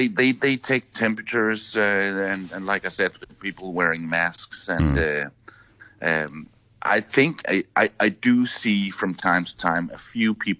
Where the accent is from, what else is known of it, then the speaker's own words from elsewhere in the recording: Denmark; now in South Africa; especially compared to my home country of Denmark